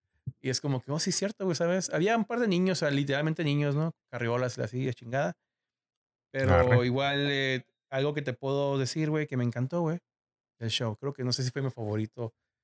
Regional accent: Mexico; I'm a big fan from Mexico. Como que soy de México.

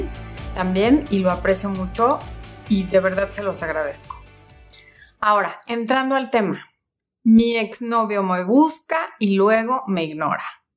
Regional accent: Mexico; Cuando era niña aquí en México, en televisión abierta había nada más

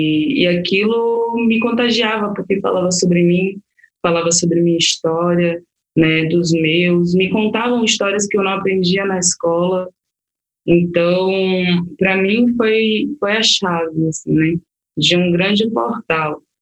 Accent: Salvador, Bahia, Brazil; é uma mulher preta, né, que sou trapolitana, nasci em Salvador. Me criei na periferia da Guiné, no bairro de Pernambués.

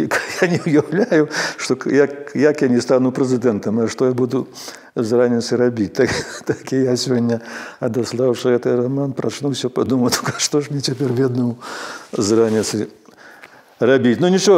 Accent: Krevo, Grodno Region, Belarus; born there; Я нарадзіўся ў Крэве пад сценамі Крэўскага замка.

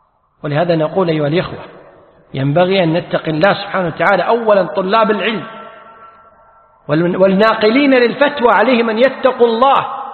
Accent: Kuwait; يسأل العلماء، عندنا في الكويت الحمد لله هي الفتوى موجودة

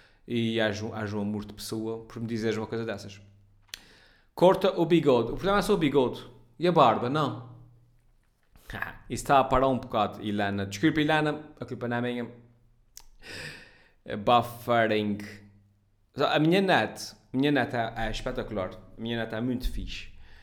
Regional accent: Ponta Delgada, Azores, Portugal; sou de Ponta Delgada.

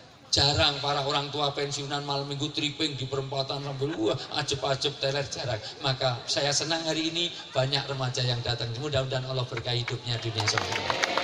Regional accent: Java, Indonesia; karena saya asli orang Jawa

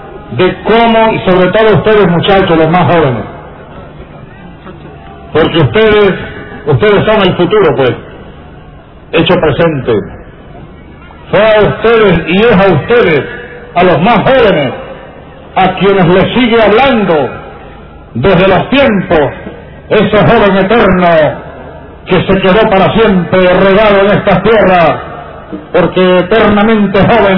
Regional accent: Los Llanos, Venezuela; un hombre de mi tierra, de los llanos de Venezuela

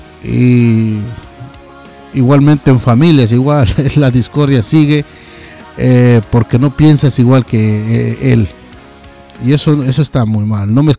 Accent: Ecuador; moved away; Yo precisamente soy un ecuatoriano que llevo por acá más de 20 años, que tuve que dejar mi patria, mi país

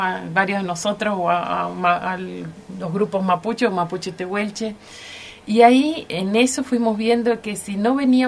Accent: Gobernador Costa, Chubut, Argentina; siempre he dicho que soy de Gobernador Costa, porque en realidad nunca me fui de Gobernador Costa.

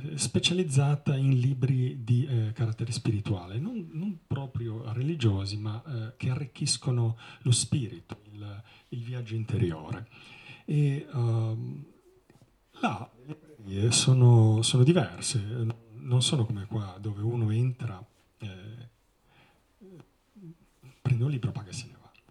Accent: Sanremo, Liguria, Italy; moved away; also born or lived in Vancouver, Canada; Sono nato a Sanremo, quindi sono ligure, ho passato la mia gioventù in Liguria, poi sono partito, sono stato circa 22 anni all'estero, gli ultimi 12 li ho passati in Canada, a Vancouver, sono diventato cittadino canadese

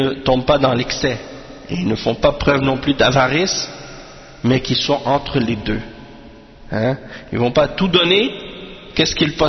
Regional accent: Canada; born there; moi je suis né ici, je suis né au Canada

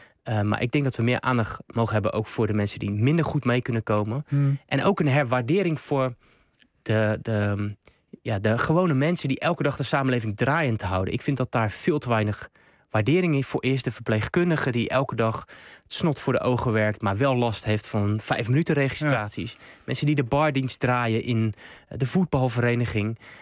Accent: Rotterdam, South Holland, Netherlands; ik heb vroeger in mijn jeugd in Rotterdam-Zuid wel heel veel gevoetbald met alle jongens in de jeugd.

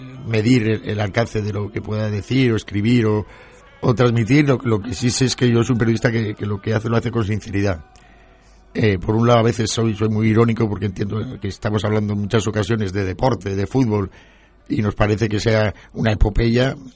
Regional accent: Madrid, Community of Madrid, Spain; also born or lived in Valencia; Yo me he criado en Madrid, soy valenciano de nacimiento. Pero mis padres se trasladaron a Madrid y me crié en Madrid.

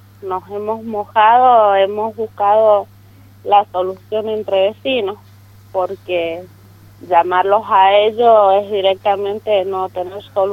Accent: Pedriel, Buenos Aires Province, Argentina; Y nosotros somos de Pedriel, nos inundamos, son 57 familias

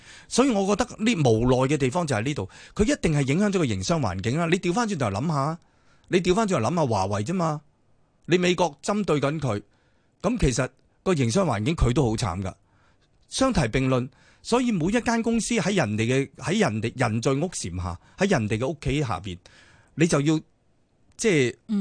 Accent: Hong Kong; 如果我哋香港人去到呢一分钟咧

